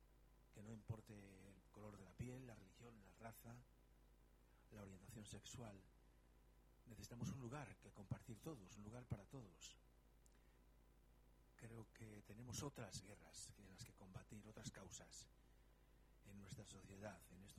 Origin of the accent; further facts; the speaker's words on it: Romania; now in Spain; si yo, como director rumano, estoy en España, en estos momentos soy minoría también, porque estoy en un país que no es el mío, que es España.